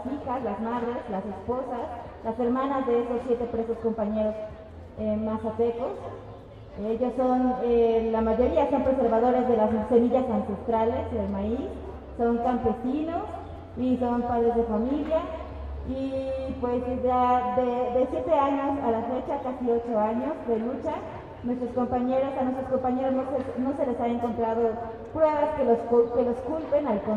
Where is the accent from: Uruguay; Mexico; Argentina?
Mexico; Oaxaca; formo parte del colectivo de Mujeres Mazatecas por la Libertad. Somos del estado de Oaxaca, de la región Cañada